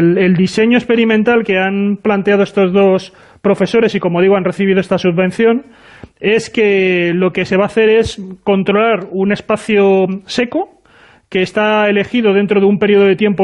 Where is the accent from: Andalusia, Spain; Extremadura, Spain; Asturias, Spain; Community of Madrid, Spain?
Community of Madrid, Spain; now in Castilla-La Mancha, Spain; yo soy madrileño, pero bueno